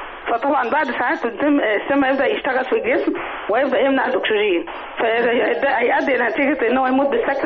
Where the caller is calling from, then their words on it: Giza, Giza Governorate, Egypt; من الجيزة.